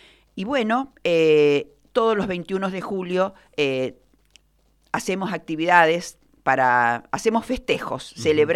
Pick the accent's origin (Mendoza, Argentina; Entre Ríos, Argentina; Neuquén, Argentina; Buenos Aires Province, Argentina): Mendoza, Argentina; also born or lived in Santa Fe; cuando éramos muy pequeños y nos vinimos de Santa Fe a vivir a Mendoza, a Minetti